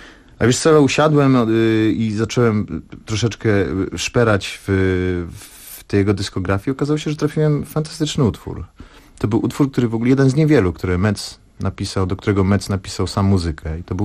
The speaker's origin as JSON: {"language": "Polish", "town": "Łódź", "region": "Łódź Voivodeship", "country": "Poland", "said": "ponieważ jestem z Łodzi"}